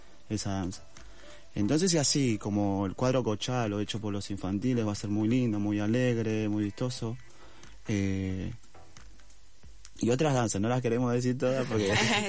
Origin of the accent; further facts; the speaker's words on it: Bolivia; mi mamá es de Bolivia, yo también soy de Bolivia, pero mi mamá es de un pueblo que se llama Tarabuco.